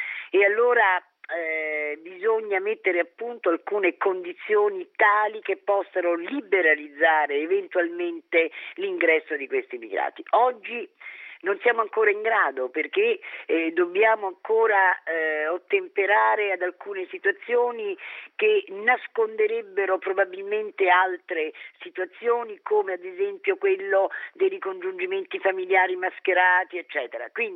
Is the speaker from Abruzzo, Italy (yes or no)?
yes; Sulmona, Abruzzo, Italy; però sono di Sulmona, certo.